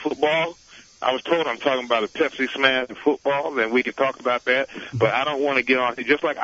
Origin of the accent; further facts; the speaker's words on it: New York, United States; But I'm from New York, my friend. I do radio all the time.